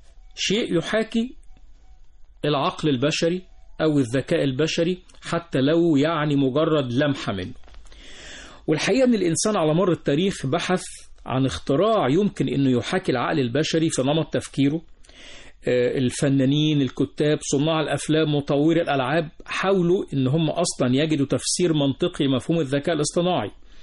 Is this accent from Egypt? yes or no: yes; Egypt; موجود في كل مكان في هذا العالم بما فيه بلدنا مصر